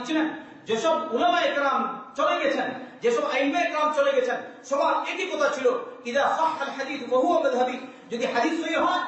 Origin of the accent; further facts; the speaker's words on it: Bangladesh; আমি কি এমনি চলে আসছি সৌদির লোক নাকি? আমি তো বাংলাদেশি, আমরাও পারি এরকম করতে।